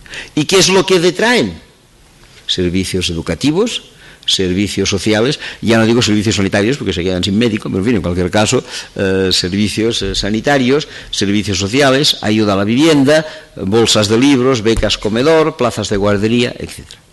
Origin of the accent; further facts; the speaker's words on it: Catalonia, Spain; Yo soy catalán, me siento catalán, e incluso les diré que estoy algo orgulloso de ser catalán.